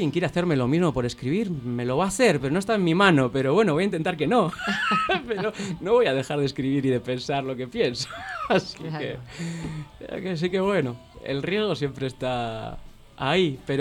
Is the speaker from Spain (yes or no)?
yes; Basque Country, Spain; Y yo en Euskal Herria, mi tierra